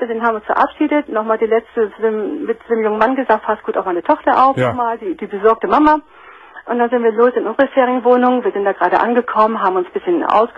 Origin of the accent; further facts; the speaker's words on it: Northern Germany, Germany; moved away; weil ich jedes Jahr in meine Heimat fahre, nach Norddeutschland, da komme ich her.